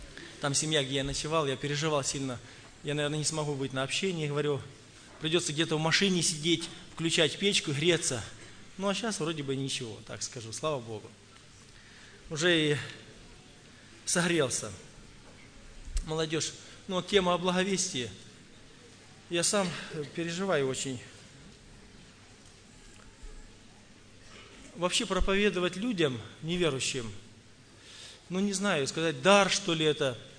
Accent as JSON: {"language": "Russian", "region": "Tula Oblast", "country": "Russia", "said": "я из Тульской области, благовестник."}